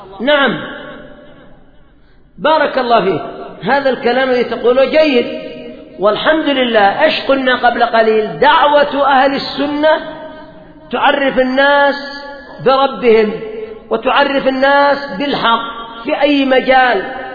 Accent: Yemen; الآن مثلا عندنا في اليمن المعتاد أن الأمطار تأتي في الصيف وفي الخريف

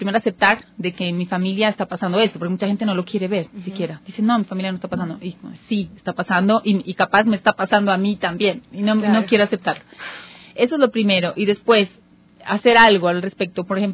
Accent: Colombia; Yo soy una psicóloga colombiana, tengo 43 años, soy madre de dos niños.

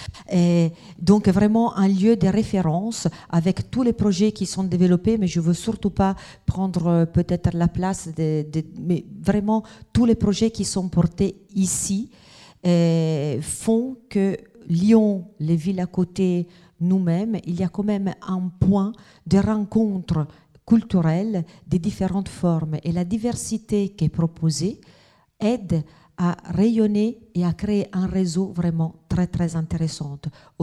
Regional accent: Italy; French is a second language; now in Sainte-Foy, France; Vous avez un mot avec accent, je suis italienne, et donc ça on le dit tout de suite.

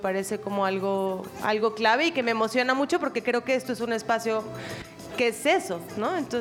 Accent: Mexico; Pues yo no soy de por acá, yo soy de México

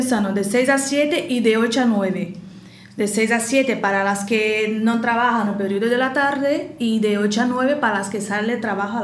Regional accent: Uruaçu, Goiás, Brazil; Yo soy de Uruaçu, Goiás, cerca de Brasilia, la capital. Bueno, cerca, 500 kilómetros.

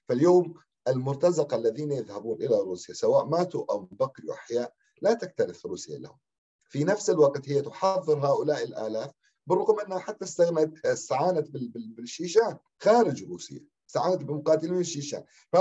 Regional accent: Syria; ونحن كسوريين

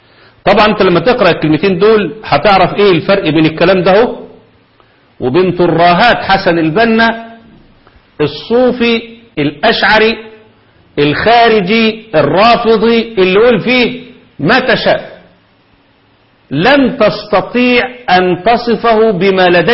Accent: Egypt; الأمور الفكرية عندنا في مصر محتاجة شغل

